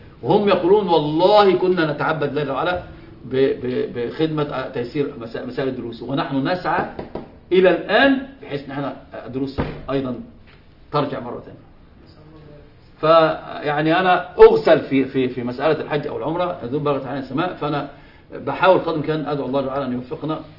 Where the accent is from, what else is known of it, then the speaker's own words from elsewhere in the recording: Egypt; هم عندنا في مصر يقول مبروم على مبروم ما بيلفش